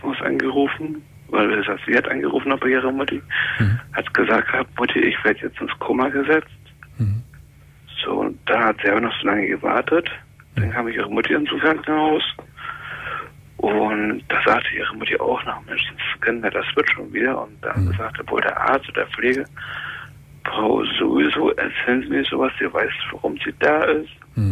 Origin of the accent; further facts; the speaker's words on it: East Germany, Germany; weil ich komme eigentlich oben aus dem Osten.